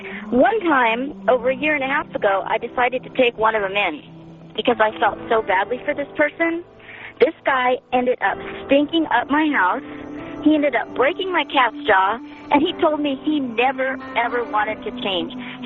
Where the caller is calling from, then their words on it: Oceanside, California, United States; I'm calling from Oceanside, and boy, do I have a story for you.